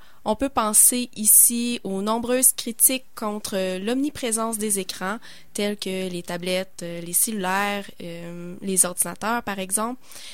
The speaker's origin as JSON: {"language": "French", "town": "Malartic", "region": "Quebec", "country": "Canada", "tie": "born or raised there", "said": "Je suis originaire d'Abitibi, de Malartic."}